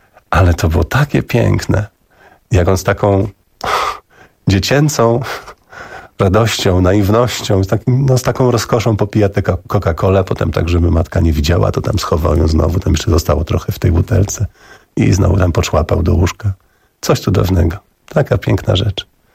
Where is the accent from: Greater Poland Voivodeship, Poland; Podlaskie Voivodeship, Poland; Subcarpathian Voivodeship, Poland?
Podlaskie Voivodeship, Poland; Augustów; I potem i ja mówię, że też jestem z Augustowa